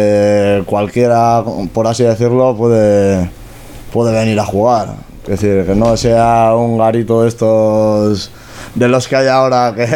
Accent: Bilbao, Basque Country, Spain; pues somos peña de Deusto.

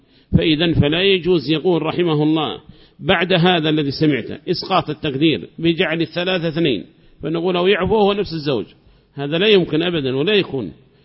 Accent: Yemen; ما هي موجودة عندنا في اليمن هذه المراجع

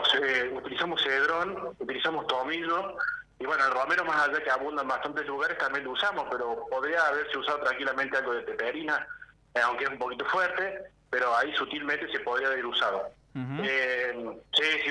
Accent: Tulumba, Córdoba, Argentina; now in Agua de Oro, Argentina; yo soy de Tulumba y vivo en Agua de Oro. Gracias a Dios vivo en un lugar tan lindo como Agua de Oro.

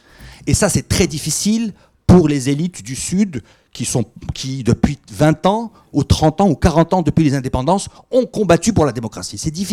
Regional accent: Morocco; Je suis de passage à Paris, je viens du Maroc.

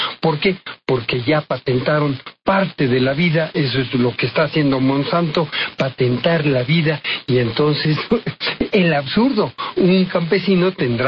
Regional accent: Mexico; ahí tenemos como mexicanos la situación de que estamos entre dos.

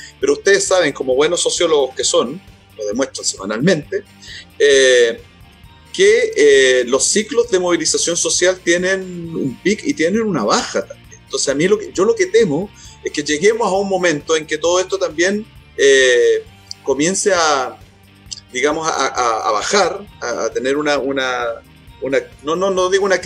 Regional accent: Chile; simplemente me preocupa como un chileno más nomás

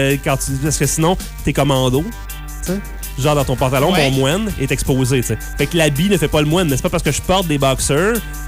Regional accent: Quebec, Canada; On est des Canadiens francophones, Canadiens français, Québécois.

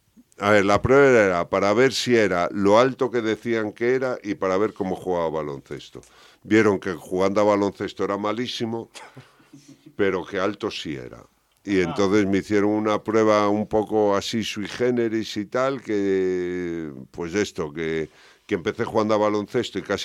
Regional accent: A Coruña, Galicia, Spain; En Coruña, yo soy de Coruña, soy gallego

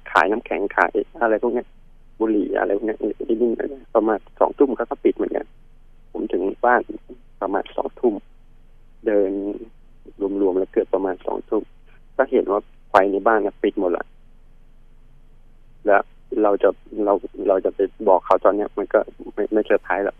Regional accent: Bangkok, Thailand; also born or lived in Kamphaeng Phet; ตอนเด็กอ่ะผมไม่ได้โตที่นู่นผมโตที่กรุงเทพแต่ว่าช่วงประมาณสักม.2เนี่ยผมเกม3ก็เลยต้องกลับไปเรียนที่กำแพงเพชร

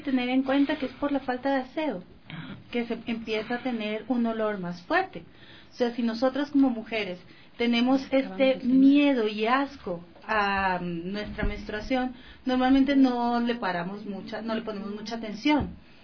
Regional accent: Colombia; now in Ecuador; Ya, te cuento, yo soy colombiana, ¿no? Y en Colombia hay como una frase súper machista

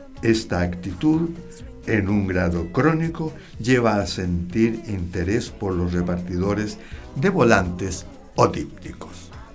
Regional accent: Chile; ¿Para qué somos buenos los chilenos, digo?

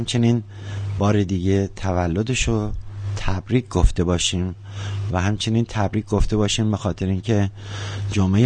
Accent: Mazandaran, Iran; born there; ایشون و بنده در یک شهر در استان مازندران متولد شدیم

